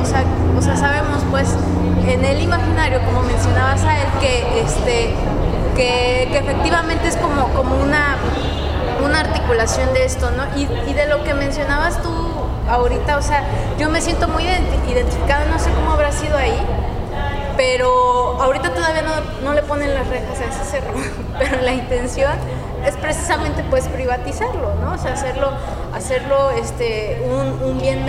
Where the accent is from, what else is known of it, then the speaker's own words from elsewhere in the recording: State of Mexico, Mexico; aun cuando yo vengo del Estado de México y que podríamos llamarlo como una zona metropolitana o megalópolis